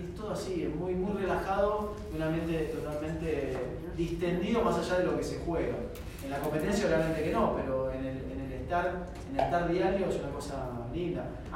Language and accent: Spanish; Argentina; Qué cagada, bueno, somos argentinos, estamos contentos